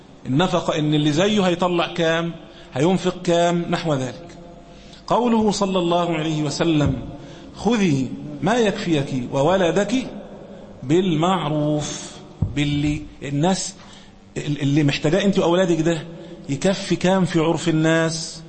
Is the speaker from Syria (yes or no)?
no; Egypt; مثلا عندنا في مصر هنا عرفا